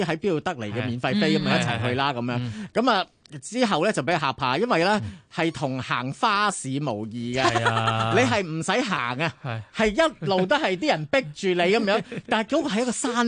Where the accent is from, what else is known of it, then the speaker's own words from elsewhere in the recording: Hong Kong; 我哋香港人